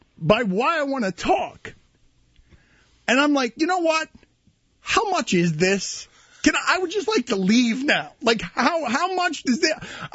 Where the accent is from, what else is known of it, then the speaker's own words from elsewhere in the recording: United States; not announcing to anybody that I'm an American tourist.